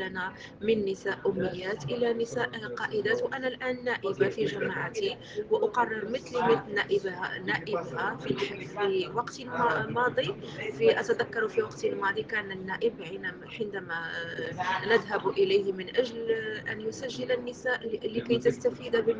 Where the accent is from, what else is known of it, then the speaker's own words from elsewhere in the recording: Morocco; أنا من المغرب،